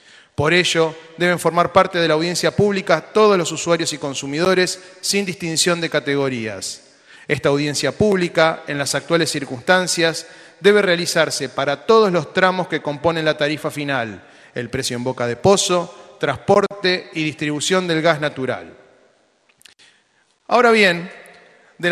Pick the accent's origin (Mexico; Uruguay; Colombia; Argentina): Argentina; lo que nos pertenece como argentinos, nuestro subsuelo, nuestros recursos naturales